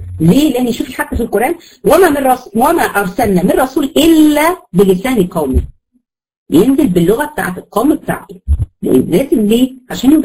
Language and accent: Arabic; Egypt; وهكذا هنا برضو احنا عندنا في مصر بقت خليط